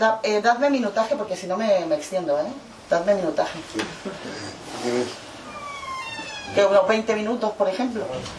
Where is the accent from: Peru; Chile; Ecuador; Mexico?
Mexico; now in Spain; para poder cruzar la frontera europea como mexicana, yo tengo que tener 30.000 euros en el banco